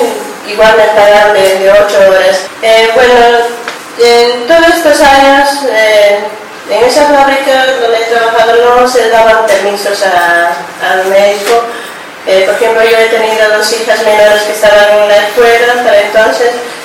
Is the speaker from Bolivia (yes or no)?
yes; Bolivia; soy inmigrante boliviana.